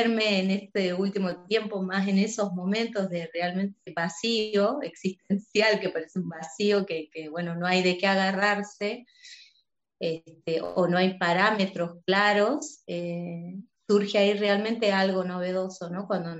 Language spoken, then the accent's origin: Spanish; Salta, Argentina; also born or lived in Tucumán; Yo nací en Salta, en esta provincia. Estudié en otra provincia, en Tucumán. Pensaba radicarme ahí. Una cuestión, también de pareja, una situación difícil me hizo volver a Salta